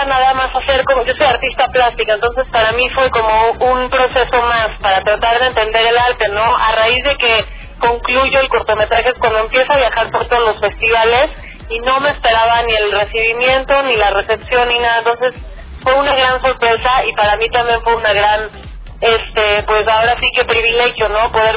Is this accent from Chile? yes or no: no; Mexico; yo como mexicana